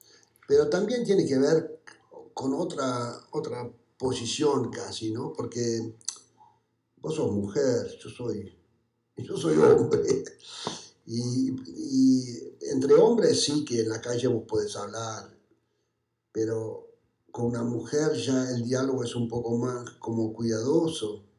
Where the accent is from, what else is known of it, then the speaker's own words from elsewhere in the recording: Calanda, Aragon, Spain; Esta mañana tuve que ir muy temprano desde mi pueblo, que estoy ahí en Aragón, en Calanda.